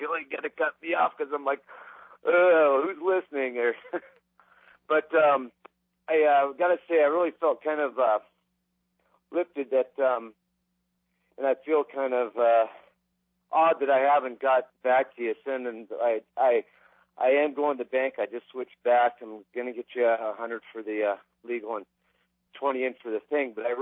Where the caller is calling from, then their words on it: Oregon, United States; from Oregon.